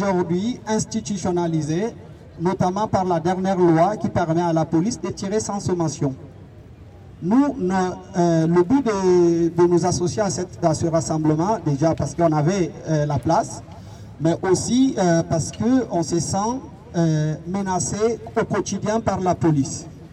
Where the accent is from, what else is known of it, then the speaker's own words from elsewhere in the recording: France; moi, en tant que français, je me sens concerné par sa mort. Et ça se passe chez moi